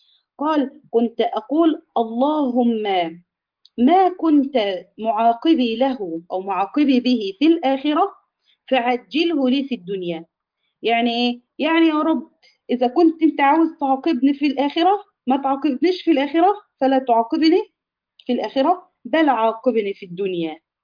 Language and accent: Arabic; Egypt; إحنا كده في يمكن كمصريين